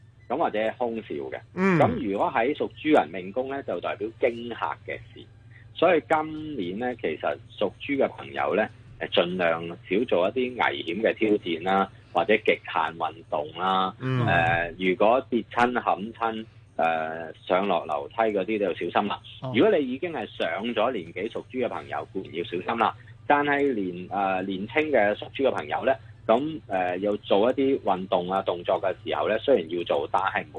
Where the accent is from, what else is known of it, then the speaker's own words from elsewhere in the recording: China; 咁我哋中國人呢，豬呢係我哋嘅寶貝嚟嘅